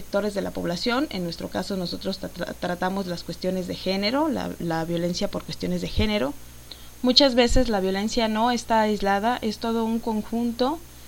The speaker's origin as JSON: {"language": "Spanish", "country": "Mexico", "said": "como ciudadana mexicana les exigía que se cumplieran estos puntos"}